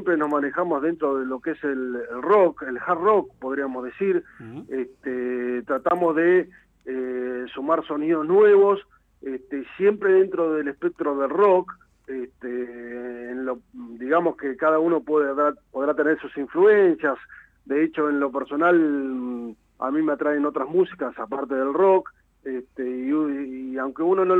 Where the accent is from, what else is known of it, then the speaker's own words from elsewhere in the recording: La Plata, Buenos Aires Province, Argentina; nosotros somos de La Plata. Bueno, Damián, el baterista, es de la ciudad de Ensenada, así que podríamos decir que sí, que somos de la región.